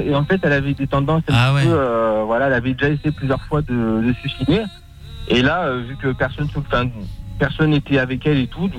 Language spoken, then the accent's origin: French; Dieppe, Normandy, France; born there; je suis né à Dieppe, c'est au-dessus, quoi.